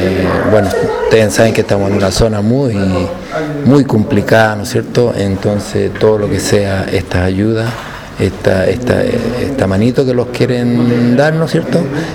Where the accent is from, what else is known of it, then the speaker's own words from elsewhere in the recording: Cabildo, Valparaíso, Chile; De Los Molinos, de Cabildo.